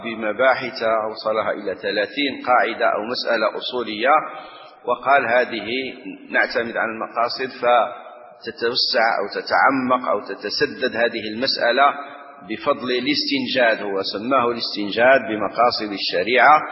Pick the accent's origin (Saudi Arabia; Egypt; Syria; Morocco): Morocco; نحن عندنا في المغرب من سنة من من من نحو 30 سنة تقريبا